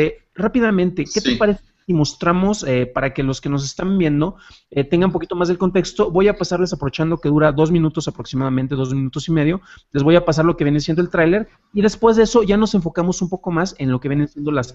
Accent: Jalisco, Mexico; now in Mexico City, Mexico; Yo soy originario de Jalisco

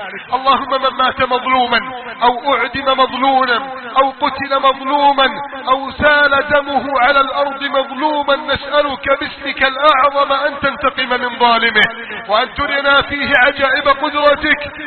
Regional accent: Egypt; احفظ بلدنا مصر من كيد الكائدين وحقد الحاقدين وتربص الظالمين

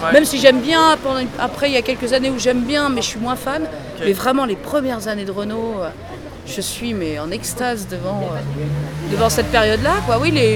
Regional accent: Île-de-France, France; born there; Non, j'ai jamais vécu à Paris, moi, j'ai toujours été en banlieue.

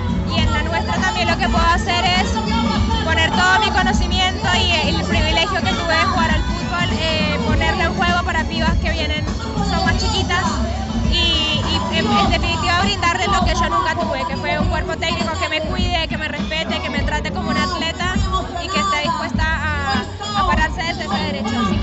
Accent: Bogotá, Colombia; now in Argentina; De Colombia, Bogotá. Hace 13 años que estoy acá.

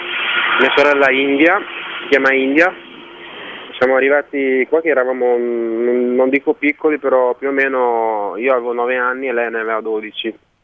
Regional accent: Haiti; gente che fa parte del mio stesso sangue, del mio paese

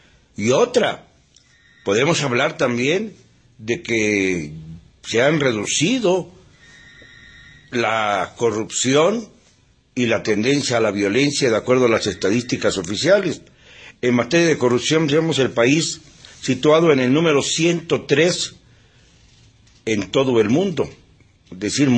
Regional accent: Mexico; le diré cuando menos, como mexicano

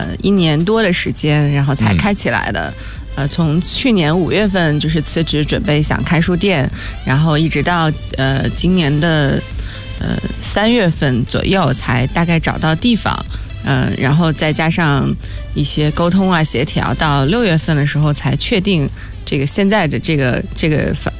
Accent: Jiangsu, China; also born or lived in Anhui; now in Beijing, China; 因为我生在安徽，长在江苏，生活在北京，但是我户口在上海。

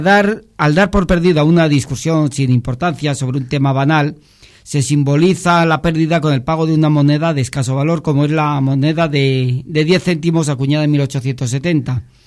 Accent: Spain; pero ya sabes cómo somos los españoles

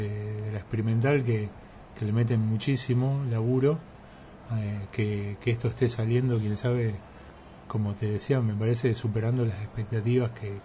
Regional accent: La Plata, Buenos Aires Province, Argentina; porque yo vengo de La Plata y para mí también, está el durazno, está la naranja

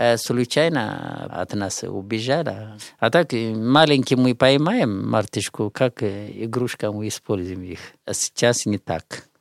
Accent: Bahir Dar, Amhara, Ethiopia; Russian is a second language; где я приехал из Бахардар

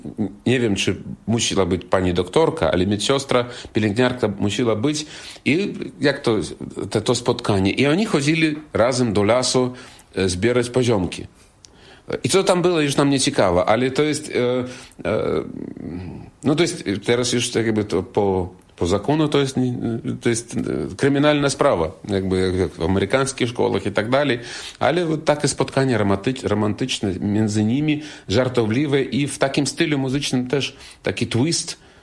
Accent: Belarus; Jestem z Białorusi, białoruski artysta

